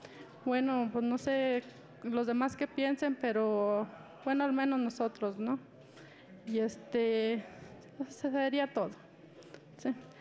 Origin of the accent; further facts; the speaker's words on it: Catorce, San Luis Potosí, Mexico; Yo vengo de la comunidad de Los 14.